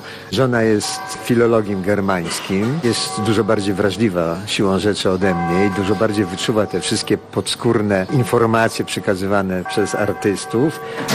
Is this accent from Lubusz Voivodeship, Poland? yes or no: no; Wrocław, Lower Silesian Voivodeship, Poland; Jestem wrocławianinem z urodzenia. Studiowałem we Wrocławiu, żonę znalazłem sobie we Wrocławiu, dzieci moje się urodziły we Wrocławiu, mieszkam we Wrocławiu.